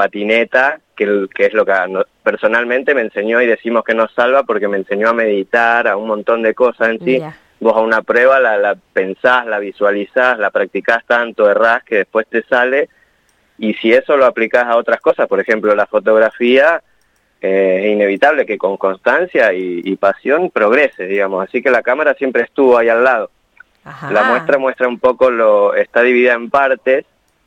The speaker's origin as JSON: {"language": "Spanish", "town": "General Pico", "region": "La Pampa", "country": "Argentina", "tie": "born or raised there", "said": "Había hecho algunas en General Pico, de donde yo soy oriundo"}